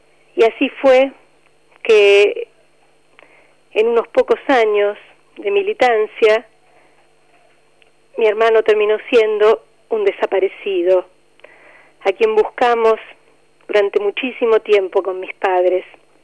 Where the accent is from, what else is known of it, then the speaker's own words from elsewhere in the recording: Buenos Aires, Argentina; Mi hermano era un chico de barrio, nació en Parque Patricios, donde crecimos, donde jugamos, donde fuimos a la escuela.